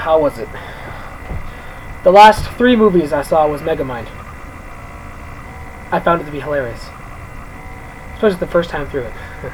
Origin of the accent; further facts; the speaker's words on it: Canada; I am from Canada. And yes, I'm pretty sure I'm living there now.